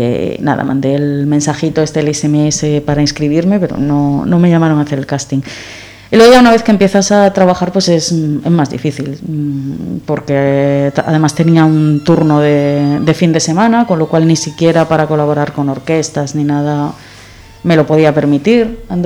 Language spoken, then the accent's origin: Spanish; La Felguera, Asturias, Spain; me llevó mi madre, la pobre, hasta Oviedo, yo soy de La Felguera, me llevó hasta Oviedo